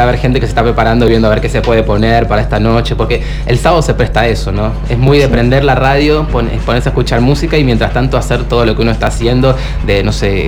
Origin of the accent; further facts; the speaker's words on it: Quilmes, Buenos Aires Province, Argentina; Yo me pierdo, yo soy de Quilmes, le cuento a la audiencia